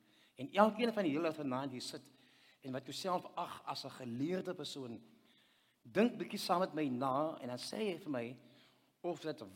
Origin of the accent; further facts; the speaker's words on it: Wellington, Western Cape, South Africa; Nou, ek het groot geword in Wellington, en ek het skool gegaan